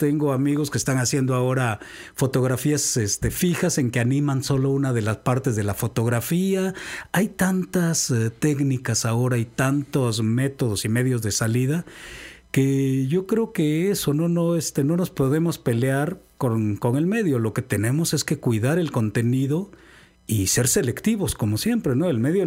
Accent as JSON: {"language": "Spanish", "town": "Cardel", "region": "Veracruz", "country": "Mexico", "tie": "born there", "also_born_or_lived": "Sonora / Baja California", "lives_now": "Xalapa, Mexico", "said": "yo soy muy vecino, soy de Cardel, entonces nunca viví en el estado realmente, vivimos en el norte, en Sonora, en Baja California, mucho tiempo, pero ahora que ya estoy por acá"}